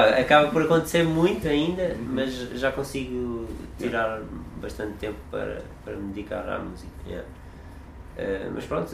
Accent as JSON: {"language": "Portuguese", "town": "Almada", "region": "Setúbal", "country": "Portugal", "tie": "born or raised there", "said": "em Almada, onde eu cresci"}